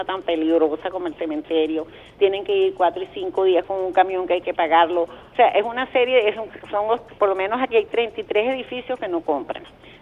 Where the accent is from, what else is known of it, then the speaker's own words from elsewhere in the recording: Venezuela; también soy venezolana